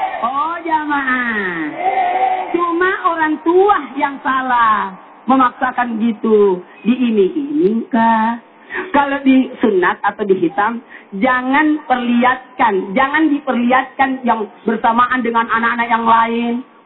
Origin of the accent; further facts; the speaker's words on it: South Sulawesi, Indonesia; Ya, kalau daerah saya sih di Sulawesi Selatan namanya disunat.